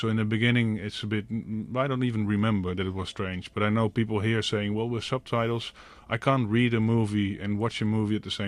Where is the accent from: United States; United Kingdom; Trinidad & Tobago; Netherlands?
Netherlands; English is a second language; now in Barcelona, Spain; I'm from Holland.